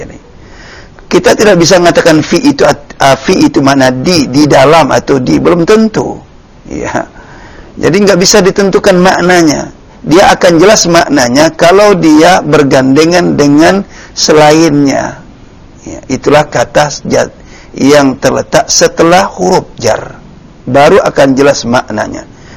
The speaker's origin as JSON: {"language": "Indonesian", "town": "Medan", "region": "North Sumatra", "country": "Indonesia", "said": "Jadi bahasa Medan itu semalam. Iya, karena saya dari Medan. Jadi saya tahu sekali bahasanya."}